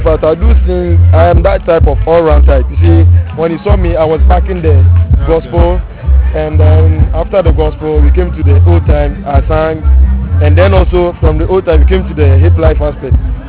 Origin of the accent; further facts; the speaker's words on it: Western Region, Ghana; In fact, I'm from the Western region of Ghana.